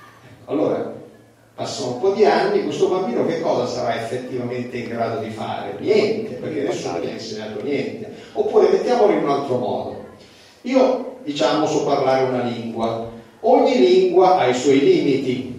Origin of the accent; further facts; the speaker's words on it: Reggio Calabria, Calabria, Italy; io quando ero ragazzo, io sono nato a Reggio Calabria